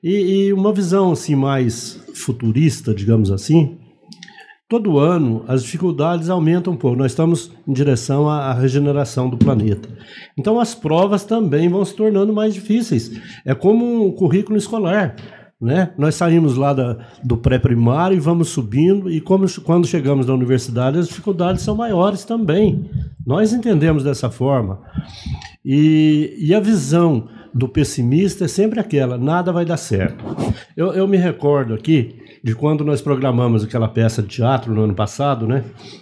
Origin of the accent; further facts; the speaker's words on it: Minas Gerais, Brazil; Sou mineiro.